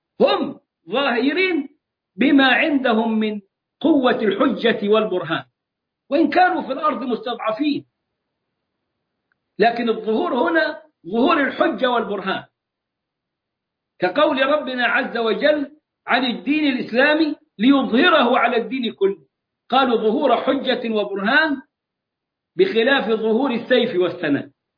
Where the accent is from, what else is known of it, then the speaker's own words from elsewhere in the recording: Egypt; accent: Egyptian; نرحرح زي ما بنقول كده في لهجتنا المصرية